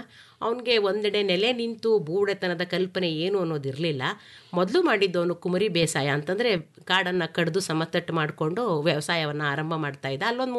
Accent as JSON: {"language": "Kannada", "region": "Karnataka", "country": "India", "said": "ಯಾಕಂದರೆ ನಾನು ಮೂಲತಃ ಮಂಡ್ಯ ಜಿಲ್ಲೆಯೊಳೇ ಆಗಿರೋದ್ರಿಂದ, ಹಾಗಾಗಿ ನಾನು ಈ ಜಿಲ್ಲೆಯನ್ನು ಆಯ್ಕೆ ಮಾಡಿಕೊಂಡೆ."}